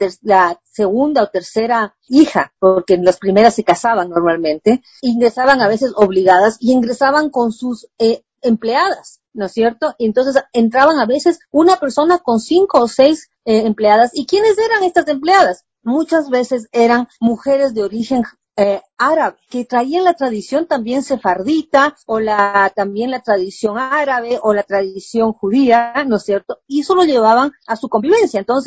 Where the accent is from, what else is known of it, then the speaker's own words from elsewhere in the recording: Ecuador; quizás nosotros como ecuatorianos no nos hemos creído mucho sobre el valor de nuestra cocina